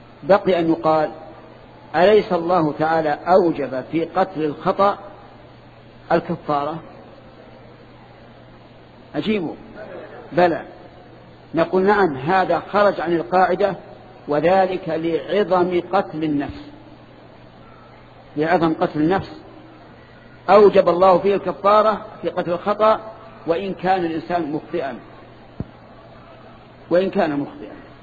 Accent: Saudi Arabia; وأنا سعودي، أنت مصري وأنا سعودي

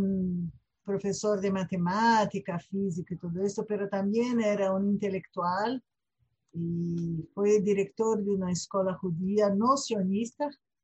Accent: Rio de Janeiro, Brazil; born there; Spanish is a second language; now in São Paulo, Brazil; hablo de São Paulo, en Brasil. Nací en Río de Janeiro, pero vivo hoy en día en São Paulo.

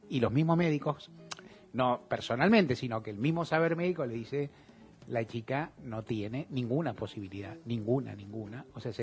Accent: Argentina; nosotros somos argentinos, hablamos de la patria grande

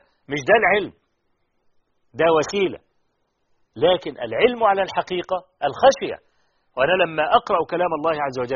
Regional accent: Egypt; طبعا الشيخ أحمد شاكر احنا نفخر أنه من مصر رحمة الله عليه.

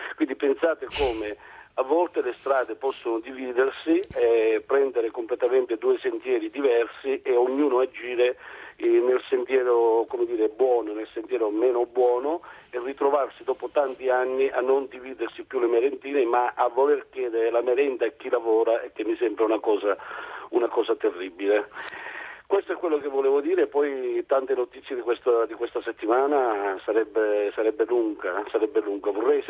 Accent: Cianciana, Sicily, Italy; io sono della Grigentina, di un paesino che si chiama Cianciana

